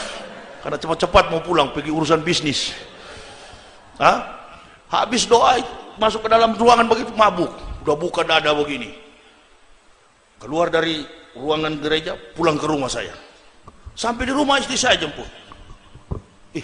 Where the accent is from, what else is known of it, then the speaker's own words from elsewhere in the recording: Manado, North Sulawesi, Indonesia; saya orang Manado